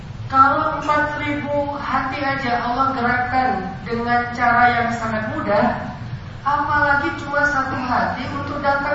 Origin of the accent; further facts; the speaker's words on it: Aceh, Indonesia; Saya orang Sumatera, Aceh, yang dulu lagi rame-ramenya GAM.